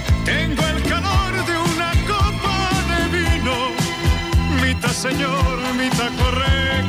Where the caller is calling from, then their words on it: Badajoz, Extremadura, Spain; de Badajoz.